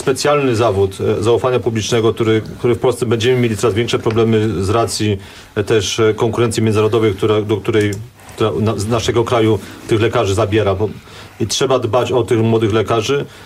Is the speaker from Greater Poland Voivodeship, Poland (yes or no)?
no; Kraków, Lesser Poland, Poland; Ja jestem z kolei krakowianinem